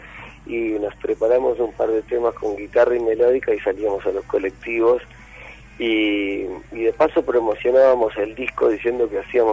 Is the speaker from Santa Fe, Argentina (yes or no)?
no; Mar del Plata, Buenos Aires Province, Argentina; now in Buenos Aires, Argentina; así que nos vinimos de Mar del Plata para acá